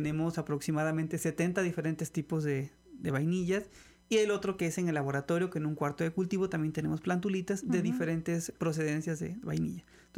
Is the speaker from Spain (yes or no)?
no; Mexico; Y es muy importante porque como mexicanos tenemos esa gran responsabilidad.